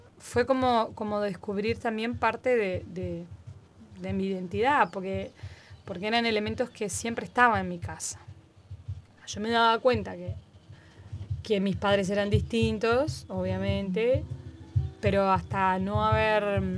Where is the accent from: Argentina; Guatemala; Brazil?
Brazil; Rio de Janeiro; also born or lived in São Paulo; Y nací en San Pablo, pero viví más tiempo en Río. A los 3 años mis padres se fueron para Río.